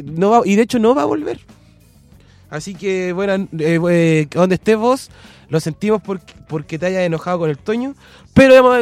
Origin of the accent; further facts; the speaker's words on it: Talca, Maule, Chile; Darío del 8 nos dice que soy derecha porque soy de Talca.